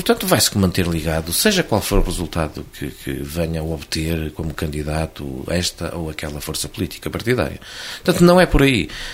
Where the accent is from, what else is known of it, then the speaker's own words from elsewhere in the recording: Vila Franca da Beira, Guarda, Portugal; A minha terra, Vila Franca da Beira, tem, particularmente, em relação a António Lopes, uma dívida de gratidão.